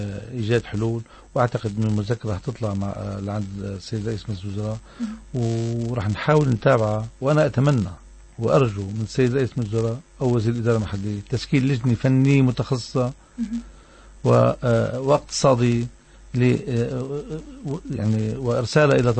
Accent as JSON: {"language": "Arabic", "town": "Tartus", "region": "Tartus Governorate", "country": "Syria", "said": "أنا ممثل عن مدينة طرطوس وتعنيني المدينة كما يعنون الأهالي. أنا مدافع عن مدينتي"}